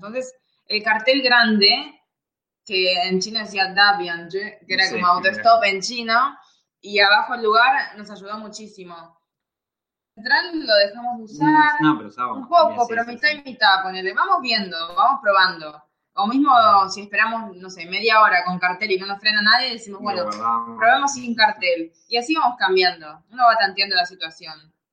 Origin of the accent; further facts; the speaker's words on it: Argentina; somos de Argentina y estamos viajando de Filipinas a Turquía.